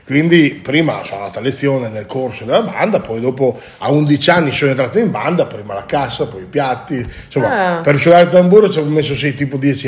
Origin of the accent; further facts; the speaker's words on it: Monzuno, Emilia-Romagna, Italy; Ho iniziato da piccolino, ormai 7-8 anni, nella banda del mio paese. Abito nella banda di Monzuno, abito lì vicino